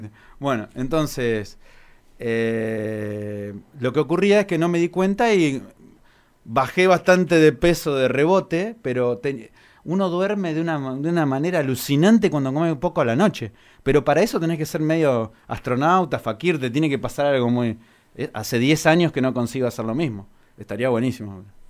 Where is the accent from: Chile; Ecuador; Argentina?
Argentina; Porque si soy argentino, que no la haya hecho en Argentina.